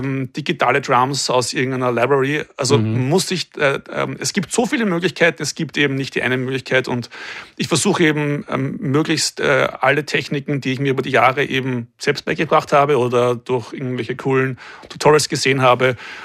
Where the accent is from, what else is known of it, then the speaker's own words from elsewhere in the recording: Vienna, Austria; Es braucht einen Schmäh, wir kommen aus Wien.